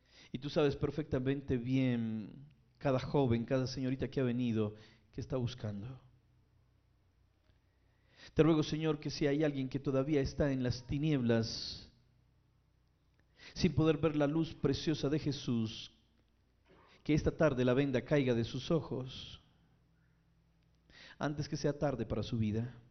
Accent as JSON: {"language": "Spanish", "town": "Armenia", "region": "Quindío", "country": "Colombia", "moved": "yes", "said": "Bueno, yo, aunque soy realmente de Armenia, soy cuyabro, pero llevo más de 20 años viviendo fuera."}